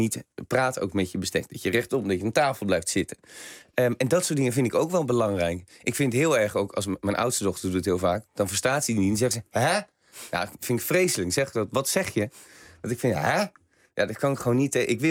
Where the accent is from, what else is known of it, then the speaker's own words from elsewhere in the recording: Rotterdam, South Holland, Netherlands; born there; Ik ben voor Feyenoord, omdat ik in Rotterdam geboren ben.